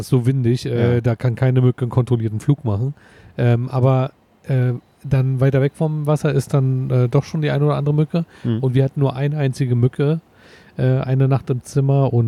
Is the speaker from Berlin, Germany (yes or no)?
yes; Berlin, Germany; Also als Berliner kenne ich die nur als Marienkirche.